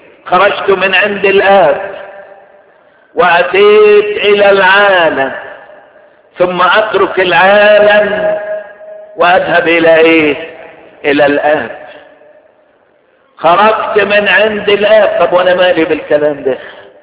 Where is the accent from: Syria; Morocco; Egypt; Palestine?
Egypt; انا فرحان، وانا بقول دلوقتي انا فرحان لاني انا مصري